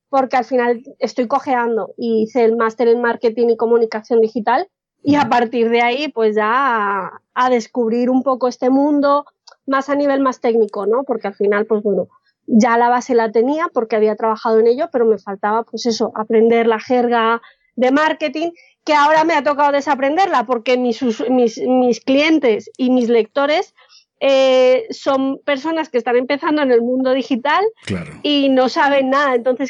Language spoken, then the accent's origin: Spanish; Colombia; now in Spain; Yo soy colombiana, pero llevo 20 años viviendo aquí en España.